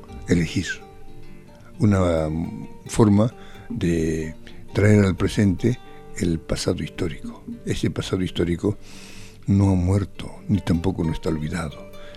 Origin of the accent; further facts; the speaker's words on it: Cusco, Peru; en el colegio, me han dicho que no podía yo hablar el quechua, porque yo soy de Perú, entonces ahí en la misma ciudad nos prohibían el colegio. Es por eso que, como se prohibía en Cusco